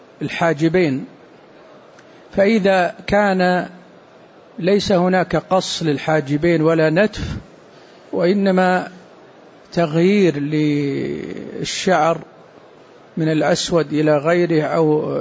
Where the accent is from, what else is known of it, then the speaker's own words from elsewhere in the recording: Saudi Arabia; وقد صدر عندنا في السعودية قرار بهذا